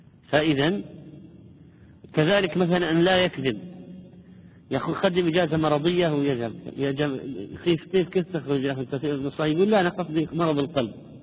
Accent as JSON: {"language": "Arabic", "country": "Palestine", "said": "عندنا في فلسطين والشام؟ يقولون يسلم راسك أو عظم الله أجركم"}